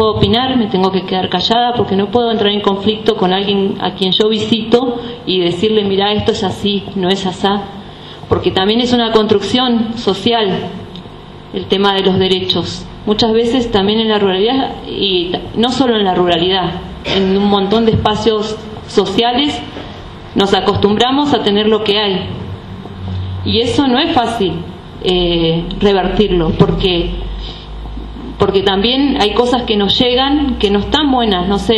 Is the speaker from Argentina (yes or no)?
yes; Los Repollos, Río Negro, Argentina; Soy pobladora de Los Repollos desde siempre, 41 años. Soy exalumna de una escuela rural, de la escuela 214.